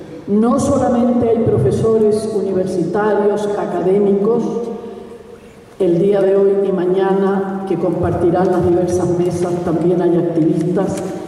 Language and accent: Spanish; Chile; yo como chilena